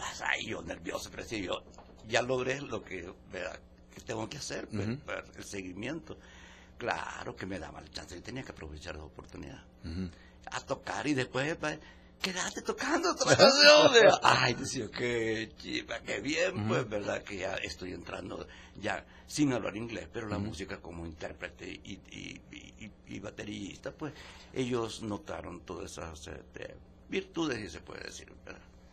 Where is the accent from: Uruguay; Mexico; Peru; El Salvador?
El Salvador; Me decían, vea, ¿de dónde eres? El Salvador, le decía.